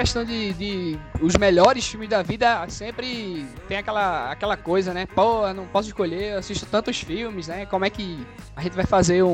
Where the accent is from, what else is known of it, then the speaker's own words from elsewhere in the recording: Recife, Pernambuco, Brazil; eu sou aqui de Recife.